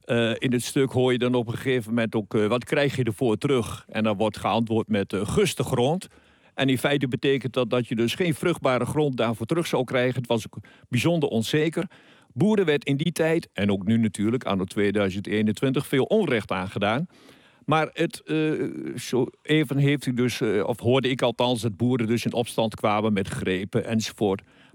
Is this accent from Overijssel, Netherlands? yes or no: yes; Oldenzaal, Overijssel, Netherlands; Nee, ik ben van geboorte een Oldenzaler. Ik kom uit Boeskoolstad.